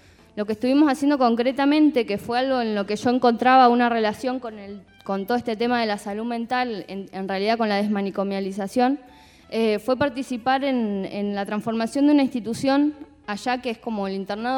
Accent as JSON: {"language": "Spanish", "region": "Chubut", "country": "Argentina", "also_born_or_lived": "La Plata", "said": "Me fui a trabajar allá a mi provincia, yo soy de Chubut."}